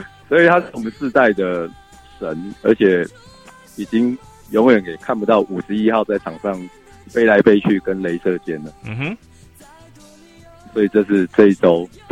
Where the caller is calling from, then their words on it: Taipei, Taiwan; 不是，我是台北的